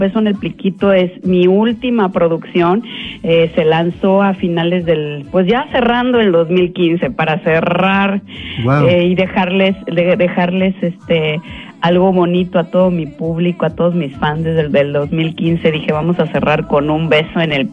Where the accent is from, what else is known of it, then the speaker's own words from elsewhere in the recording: Mexico City, Mexico; now in Montreal, Canada; Bueno, yo nací en el Distrito Federal. Allá nací, allá crecí, allá me hice abogada.